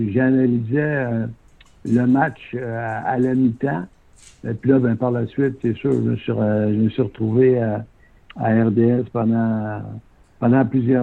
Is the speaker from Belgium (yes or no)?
no; Quebec City, Quebec, Canada; moi je viens de Québec, ouais. À cette époque-là, on était déménagé en banlieue à Sainte-Foy